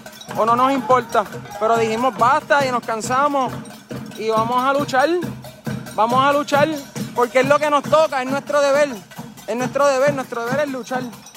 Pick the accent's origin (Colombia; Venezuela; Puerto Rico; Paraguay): Puerto Rico; todos nosotros somos puertorriqueños por igual.